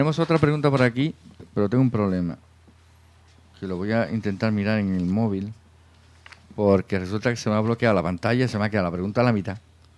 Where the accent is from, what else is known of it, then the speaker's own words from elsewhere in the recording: Salamanca, Castile and León, Spain; con acento andaluz. Yo también lo soy. Hombre, acento andaluz. Realmente somos de Salamanca.